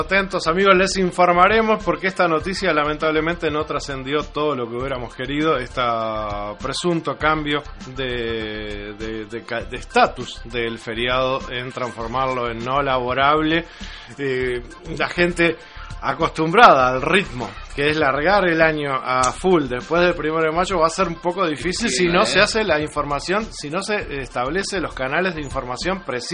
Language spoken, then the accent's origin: Spanish; Uruguay; Uruguay es un país que ha adoptado a los mártires de Chicago como uruguayos, como propios. Y siempre gustamos de abandonar las tareas el primero de mayo.